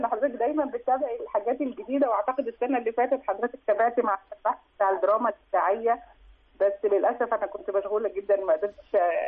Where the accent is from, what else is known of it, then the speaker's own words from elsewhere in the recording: Egypt; وإزاي إحنا كمصريين بنقيم الأدب الأفريقي